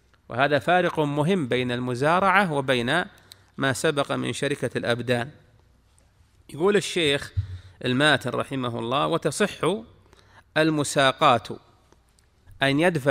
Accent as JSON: {"language": "Arabic", "region": "Al-Qassim", "country": "Saudi Arabia", "said": "هذا وجد عندنا، نعم عندنا في القصيم"}